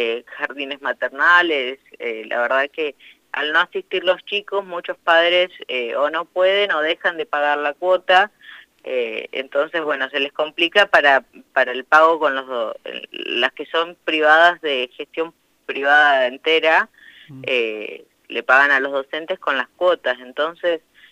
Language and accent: Spanish; Intendente Alvear, La Pampa, Argentina; yo soy de Intendente Alvear y mi mamá es docente ahí